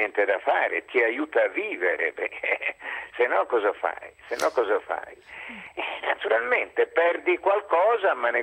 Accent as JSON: {"language": "Italian", "town": "Catania", "region": "Sicily", "country": "Italy", "tie": "born or raised there", "said": "io sono nato a Catania, della mia infanzia, della mia giovinezza, stiamo parlando degli ultimi anni 50"}